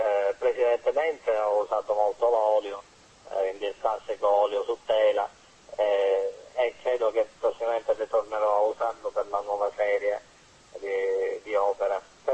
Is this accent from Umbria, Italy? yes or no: no; Sicily, Italy; pur essendo siciliano, ecco, credo di avere qualcosa in comune con una certa estetica nordica.